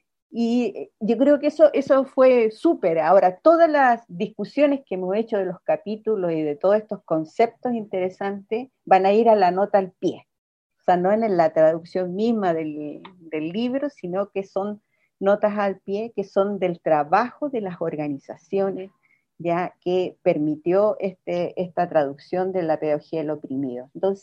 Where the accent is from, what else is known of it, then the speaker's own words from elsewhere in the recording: Chile; otros temas que nos significó nosotros como chilenos